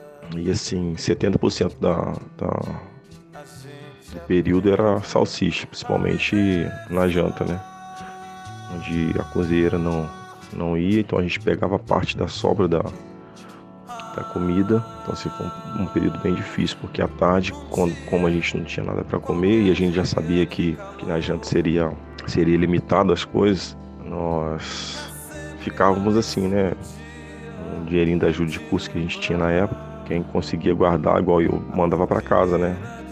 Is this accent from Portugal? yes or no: no; Juiz de Fora, Minas Gerais, Brazil; Porque eu sou do interior, sou de Juiz de Fora, então eu saí do Esporte Clube aqui de Juiz de Fora, nunca tinha ido para um grande centro, né?